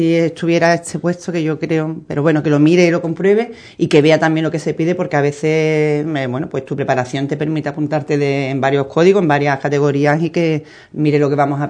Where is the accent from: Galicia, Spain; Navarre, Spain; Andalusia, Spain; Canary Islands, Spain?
Andalusia, Spain; Ubrique; nosotros aportamos como andaluces y andaluzas